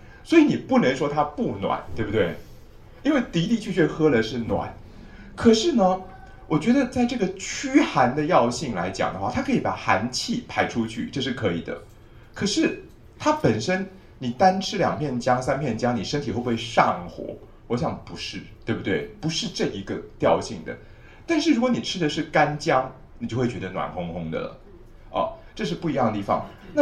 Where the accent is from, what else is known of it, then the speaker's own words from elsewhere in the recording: Taiwan; 我们台湾人的水毒的问题非常糟，非常要命